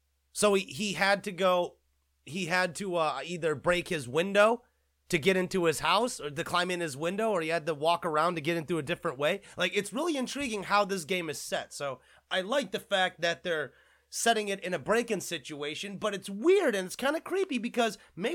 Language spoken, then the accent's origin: English; South Korea; I'm an Asian American myself. I'm a Korean American. I come from Korea